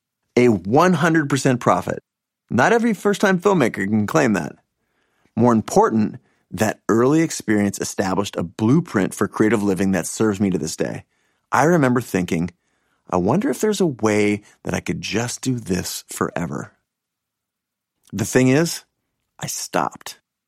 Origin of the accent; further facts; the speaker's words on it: Seattle, Washington, United States; I grew up in Seattle, an only child.